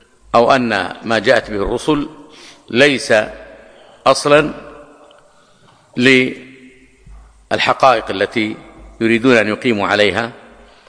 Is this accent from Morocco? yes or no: no; Hejaz, Saudi Arabia; أو يسمونه عندنا في الحجاز مضير أو نحو ذلك.